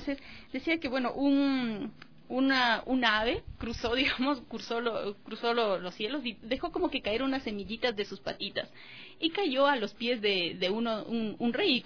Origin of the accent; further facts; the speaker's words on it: Guaitacama, Cotopaxi, Ecuador; un grupo de danza que había en mi pueblo natal, en Guaitacama.